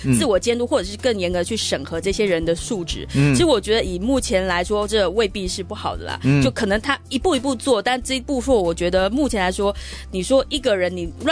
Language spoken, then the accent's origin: Chinese; Hsinchu, Taiwan; 新竹我故乡新竹